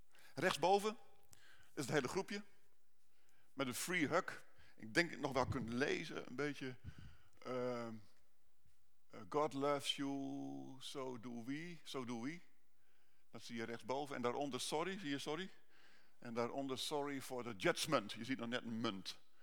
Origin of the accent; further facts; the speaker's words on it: Utrecht, Netherlands; Ik kom van Utrecht.